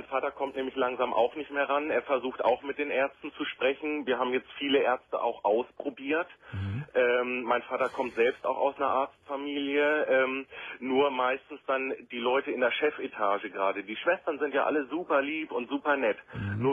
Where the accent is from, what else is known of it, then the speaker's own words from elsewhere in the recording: Hanover, Lower Saxony, Germany; wir kommen aus Hannover.